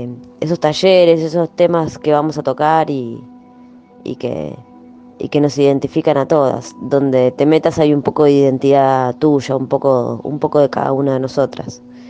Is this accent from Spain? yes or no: no; Lomas de Zamora, Buenos Aires Province, Argentina; soy de Lomas de Zamora.